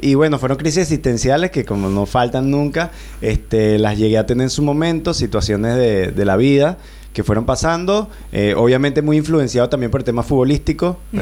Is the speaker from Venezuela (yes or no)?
yes; La Victoria, Aragua, Venezuela; born there; moved away; soy de Venezuela, soy de la región central, nacido en La Victoria, estado de Aragua, un estado muy cerca de la costa, en una localidad que queda relativamente cerca de la capital, a 45 minutos por autopista, cerca de la capital del mismo estado